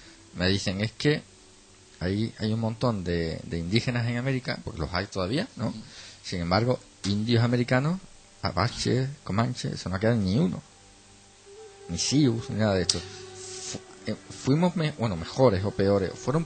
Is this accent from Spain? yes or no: yes; Spain; yo no tengo culpa de eso como español.